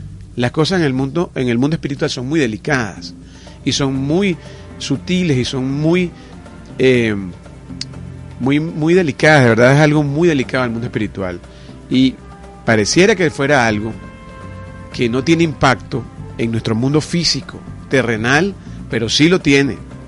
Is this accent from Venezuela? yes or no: yes; Venezuela; como pueblo, como nación, como país, como hermanos venezolanos.